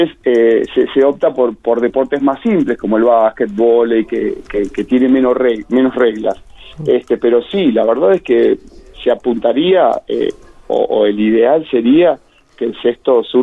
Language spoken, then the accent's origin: Spanish; Macachín, La Pampa, Argentina; Yo como DT de mis chicas en mi pueblo, en Macachín